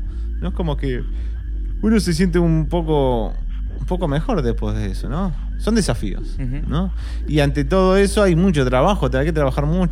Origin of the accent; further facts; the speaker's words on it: La Plata, Buenos Aires Province, Argentina; born there; pero yo nací en La Plata, a 10 minutos del río, de La Plata.